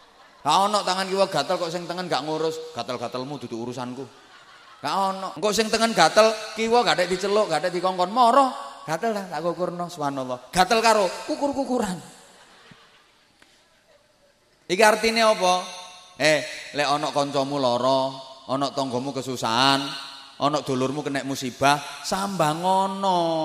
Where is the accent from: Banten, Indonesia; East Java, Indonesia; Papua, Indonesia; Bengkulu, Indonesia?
East Java, Indonesia; Bojonegoro; born there; Cuma kebetulan saya lahirnya di Bojonegoro. Dan saya enggak pernah pesen untuk dilahirkan di Bojonegoro.